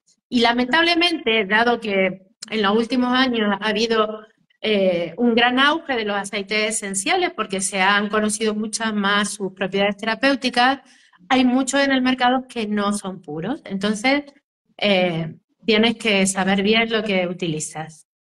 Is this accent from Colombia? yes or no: no; Argentina; now in Spain; Yo soy argentina, pero vivo en España, y la semana que viene me voy a visitar mi tierra